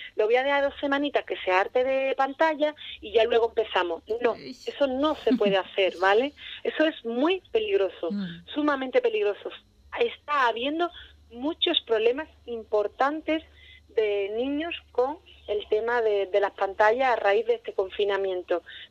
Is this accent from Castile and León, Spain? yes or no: no; Ubrique, Andalusia, Spain; hombre, soy de Ubrique, conozco muy bien cómo es la circunstancia